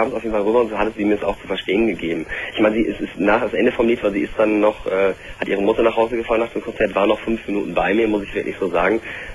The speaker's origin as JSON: {"language": "German", "town": "Moers", "region": "North Rhine-Westphalia", "country": "Germany", "tie": "born or raised there", "said": "dass ich dann von meiner jetzigen Studentenstadt nach Mörs fahre, also meine Heimatstadt."}